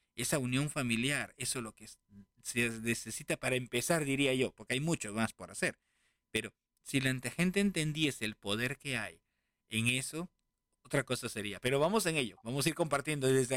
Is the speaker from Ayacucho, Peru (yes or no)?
no; Lima, Peru; born there; como dicen en Lima, donde yo nací, Perú